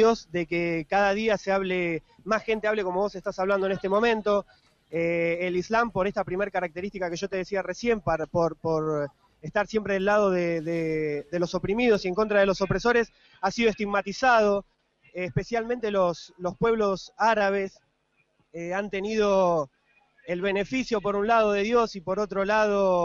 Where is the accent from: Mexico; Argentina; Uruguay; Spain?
Argentina; nos convoca a estar unidos, nosotros principalmente como argentinos